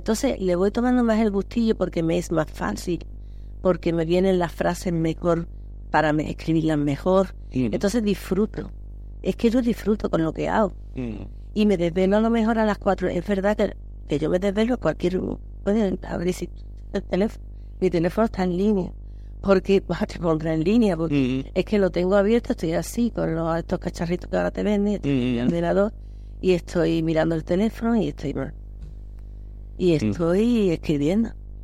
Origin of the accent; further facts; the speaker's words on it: Málaga, Andalusia, Spain; muchas cosas a mi tierra. O sea, es que son cosas que me nacen, me brotan